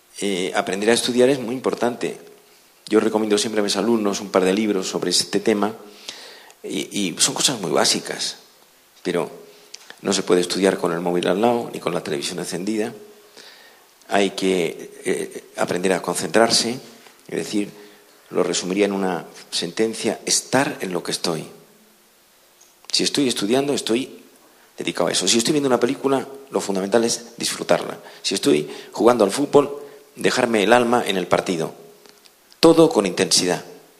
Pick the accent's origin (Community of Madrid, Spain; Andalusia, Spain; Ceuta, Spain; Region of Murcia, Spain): Community of Madrid, Spain; Madrid; cuando digo que vengo de Madrid